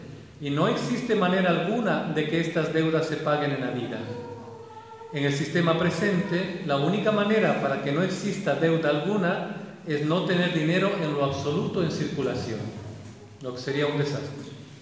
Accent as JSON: {"language": "Spanish", "town": "Quito", "region": "Pichincha", "country": "Ecuador", "tie": "born or raised there", "said": "la ciudad donde yo vivo, Quito, yo soy quiteño, nací en Quito"}